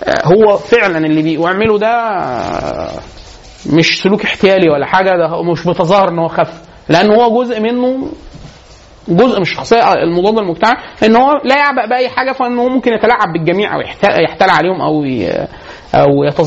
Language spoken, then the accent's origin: Arabic; Egypt; سلوكنا إحنا كسلوك كمصريين عموما